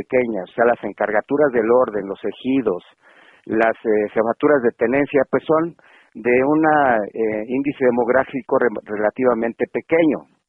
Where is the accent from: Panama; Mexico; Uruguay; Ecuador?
Mexico; Michoacán; porque somos del estado de Michoacán